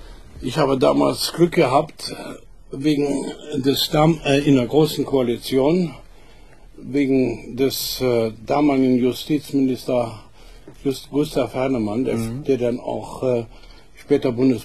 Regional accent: Mönchengladbach, North Rhine-Westphalia, Germany; Ich war damals 32, der war 29, der war aus Viersen, ich war aus Mönchengladbach

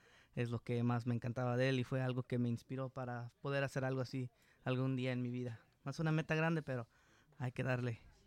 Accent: Santa Ana, California, United States; Yo así aquí soy natal de Santa Ana. Mis padres, mi papá del bonito estado de México, mi mamá de Guerrero, aquí trayéndome para acá de este lado. Aquí nací, aquí crecí y aquí seguiré.

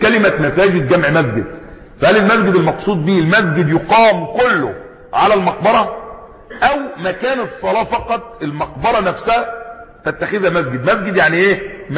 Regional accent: Egypt; زي كان عندنا في مصر قديما

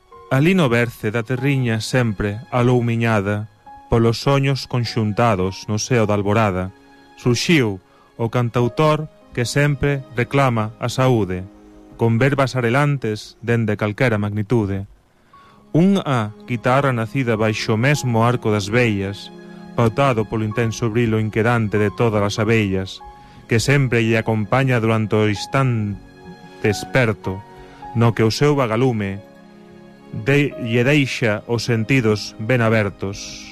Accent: Catalonia, Spain; also born or lived in Andalusia; Eu son catalán de país andaluces.

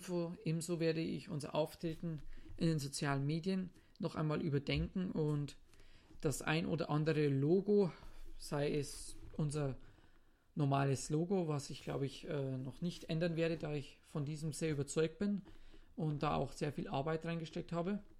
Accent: Zwiesel, Bavaria, Germany; accent: Bavarian; Wie man natürlich weiß, spreche ich Bayerisch, denn ich komme ja aus Zwiesel. Und es ist für mich auch manchmal ein bisschen schwer, in Hochdeutsch zu reden.

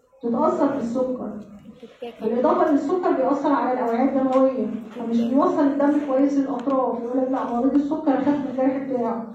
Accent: Egypt; جدول التطعيمات الإجباري اللي عندنا في مصر.

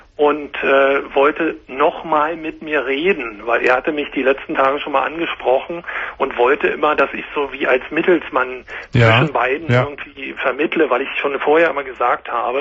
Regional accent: Berlin, Germany; ursprünglich bin ich Berliner

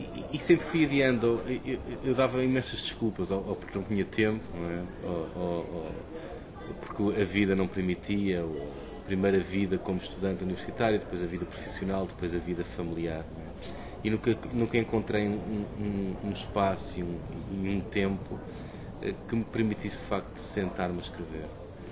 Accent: Queluz, Lisbon, Portugal; Eu cresci em Queluz, anos 70 e 80, que é um dos grandes subúrbios de Lisboa

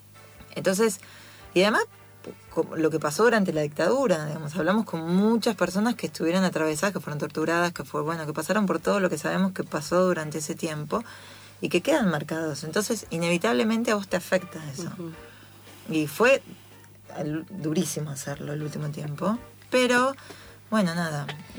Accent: Las Varillas, Córdoba, Argentina; moved away; yo soy de Córdoba, de Las Varillas, de un pueblo chiquito, una ciudad chiquita.

